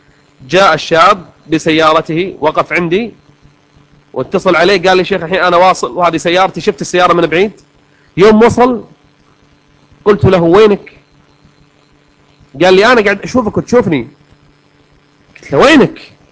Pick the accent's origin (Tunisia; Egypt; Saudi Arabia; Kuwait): Kuwait; حنا عندنا في الكويت البوية البنت المسترجلة، كل واحد له لغته ولهجته